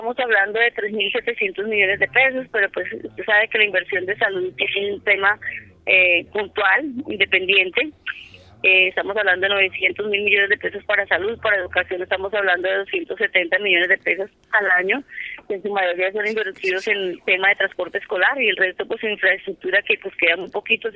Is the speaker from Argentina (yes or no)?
no; Cundinamarca, Colombia; Nosotros somos de Río Negro Alto, que somos San Cayetano, Villagómez, Paime.